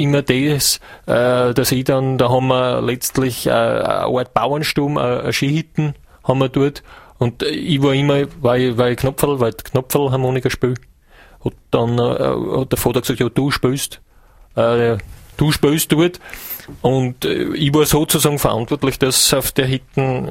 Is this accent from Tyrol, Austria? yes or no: no; Hiefling, Styria, Austria; Ich komme aus der Steiermark, aus Hiefling. Das ist, wenn es bei Schäffling Richtung Gesäuse einfahren, nach der Hieflau ist Hiefling.